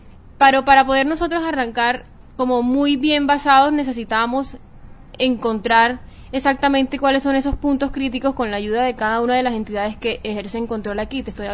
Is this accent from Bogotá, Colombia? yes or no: no; Santa Marta, Magdalena, Colombia; Yo soy Samaria.